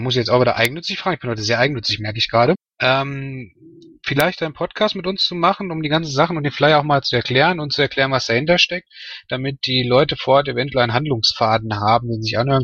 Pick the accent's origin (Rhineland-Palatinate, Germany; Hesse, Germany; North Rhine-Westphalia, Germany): North Rhine-Westphalia, Germany; Bochum; weil ich komme aus Bochum und wir haben das über Monate rein